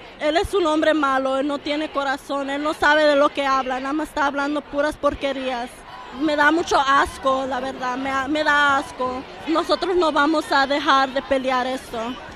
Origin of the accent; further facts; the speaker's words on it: Mexico; now in United States; yo soy la única mexicana en esa clase